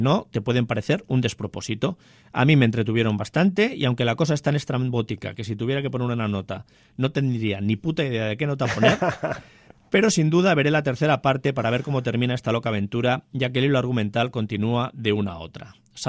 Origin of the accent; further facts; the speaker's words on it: San Sebastián, Basque Country, Spain; Recordad que este ser humano que os está hablando viene de Donosti, cargado de títulos.